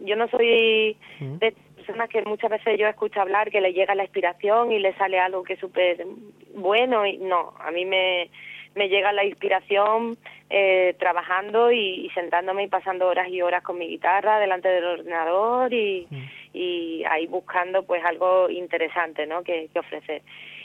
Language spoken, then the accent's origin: Spanish; Cádiz, Andalusia, Spain; me dedico a componer, a cantar por Cádiz, por mi tierra, por los sitios de alrededor